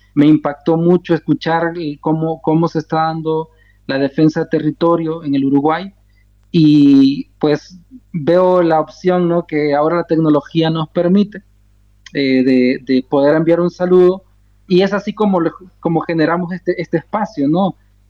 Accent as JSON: {"language": "Spanish", "country": "El Salvador", "said": "soy de estirpe Nunahualca. Un pueblo que pues ha batallado desde siempre ante muchas situaciones que enfrentamos como pueblos originarios en los territorios de lo que ahora se llama El Salvador."}